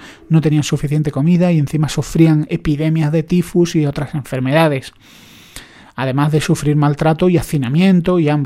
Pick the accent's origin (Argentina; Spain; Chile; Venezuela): Spain; Andalusia; Yo que soy andaluz y subo ya de...